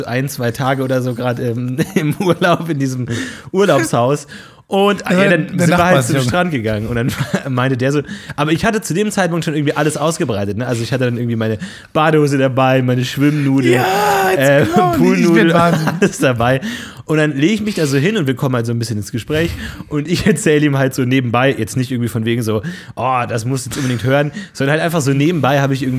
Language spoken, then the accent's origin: German; Bavaria, Germany; Ich komme aus Bayern, da hieß es Fasching.